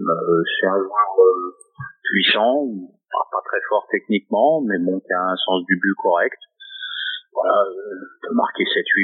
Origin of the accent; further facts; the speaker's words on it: Paris, Île-de-France, France; Non, moi je reste en région parisienne. Moi je suis un vrai Parisien né à Paris.